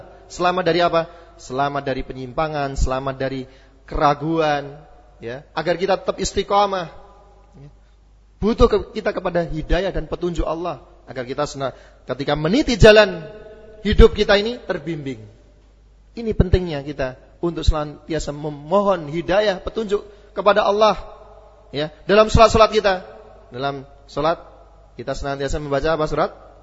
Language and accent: Indonesian; Java, Indonesia; maaf saja karena saya kebetulan orang Jawa, sakpenake dhewe, ya.